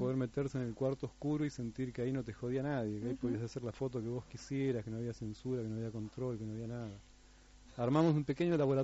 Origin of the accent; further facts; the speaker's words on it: La Falda, Córdoba, Argentina; also born or lived in Resistencia; Es un largo periplo, es un largo periplo. A los poquitos, no sé, tendría un año, mi familia se fue a La Falda, en Córdoba.